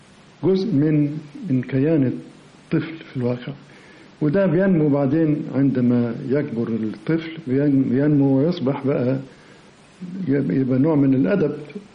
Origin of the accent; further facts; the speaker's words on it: Alexandria, Alexandria Governorate, Egypt; now in Cairo, Egypt; احنا هاجرنا من اسكندرية إلى القاهرة مخصوص علشان ألتحق بمدرسة الفنون